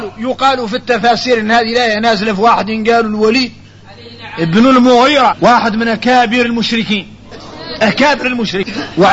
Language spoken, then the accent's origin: Arabic; Mauritania; هذا كثير فينا احنا موريتاني